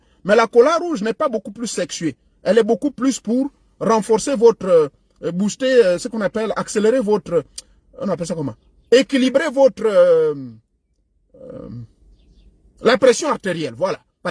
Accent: Gabon; il y a même une qu'on a pris chez nous au Gabon

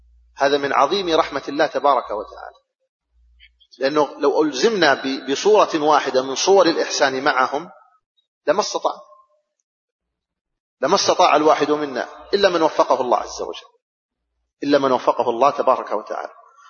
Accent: Saudi Arabia; بلادنا السعودية مثلا

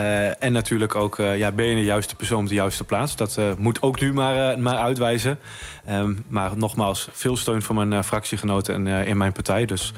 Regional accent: Groningen, Netherlands; Raakt mij als Groninger ook iedere dag als ik haar hoor spreken

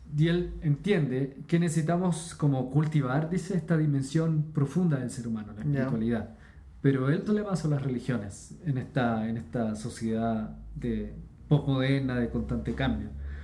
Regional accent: Chile; Soy chileno, déjame hablar sin eso.

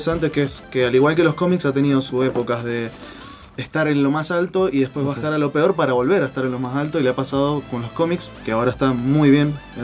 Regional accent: Mendoza, Argentina; Somos acá de Mendoza, sí

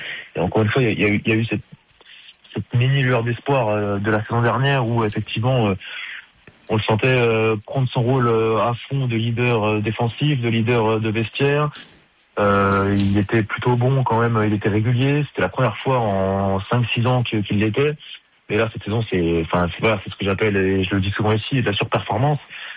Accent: France; C'est tout le mal qu'on peut leur souhaiter en tant que Français quand même.

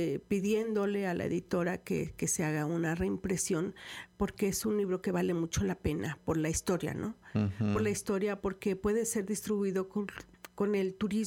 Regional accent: Orizaba, Veracruz, Mexico; Sí, yo soy de Orizaba, pueblo mágico. Pueblo mágico.

